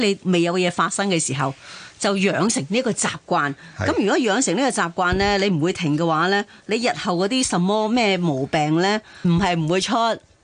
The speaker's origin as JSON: {"language": "Cantonese", "country": "Hong Kong", "said": "咁呢个我哋香港人咧都好想诶，即系能够达得到，又为港而争光啊！"}